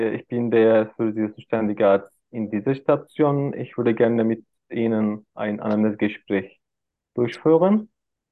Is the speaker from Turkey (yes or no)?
yes; Turkey; German is a second language; Achso, ich komme aus der Türkei.